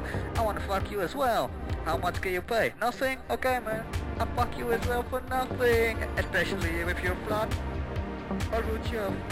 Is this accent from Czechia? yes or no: yes; Prague, Czechia; We're from Prague, man.